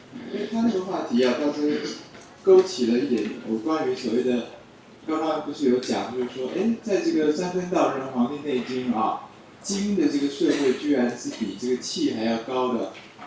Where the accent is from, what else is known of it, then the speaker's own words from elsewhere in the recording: Taiwan; 我们台湾其实还好，我们台湾的中医界的人基本上都是凡人啊